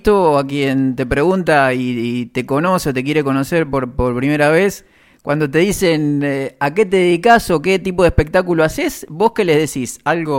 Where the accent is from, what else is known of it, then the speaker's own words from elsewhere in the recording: Cañuelas, Buenos Aires Province, Argentina; que es algo particular para los que somos de Cañuelas